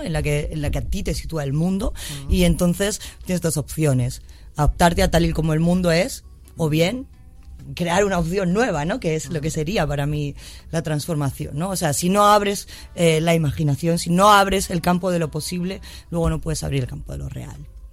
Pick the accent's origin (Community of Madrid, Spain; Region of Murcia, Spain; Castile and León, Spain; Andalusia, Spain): Community of Madrid, Spain; Madrid; Yo como madrileña, sí, ¿vale? Y como madrileña que no tiene pueblo, ¿no? De familia de Madrid.